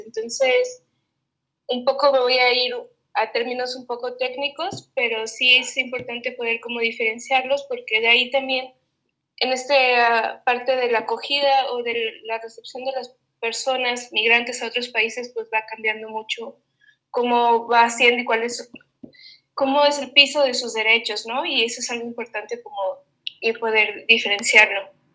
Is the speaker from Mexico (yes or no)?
yes; Mexico; como por ejemplo que yo soy mexicana